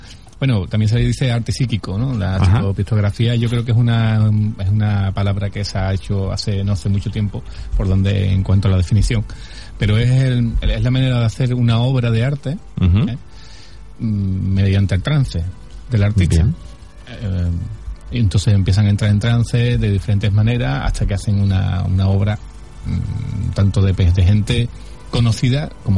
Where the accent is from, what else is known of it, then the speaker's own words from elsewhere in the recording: Andalusia, Spain; yo como soy andaluz